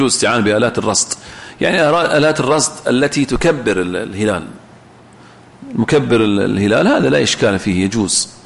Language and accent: Arabic; Saudi Arabia; فيجوز العمل برأي الإمام كما هو موجود عندنا في السعودية